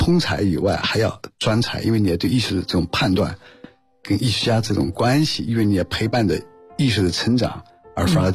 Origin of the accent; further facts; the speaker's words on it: China; 因为我是江浙人